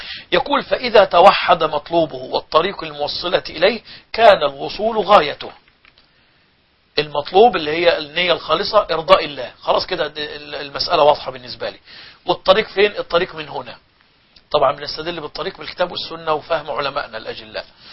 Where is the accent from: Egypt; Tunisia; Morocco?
Egypt; عندنا في مصر الأيام الماضية